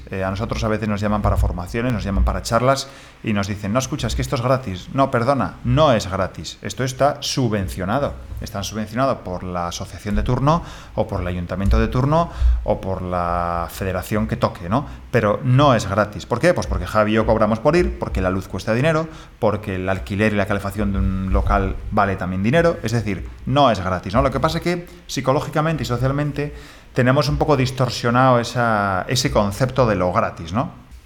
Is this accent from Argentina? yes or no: no; Spain; ese aspecto más de cómo es la cultura española, creo que nos hace pues estar un poco a la cola